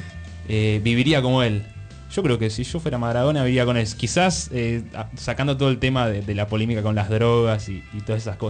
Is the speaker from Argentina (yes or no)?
yes; Argentina; siendo argentino, más allá de todo hay que bancarlo a Maradona